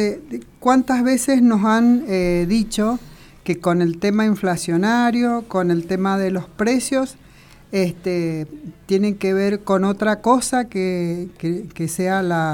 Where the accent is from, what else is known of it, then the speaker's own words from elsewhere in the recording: Argentina; una potencia económica de Sudamérica, como somos nosotros, Argentina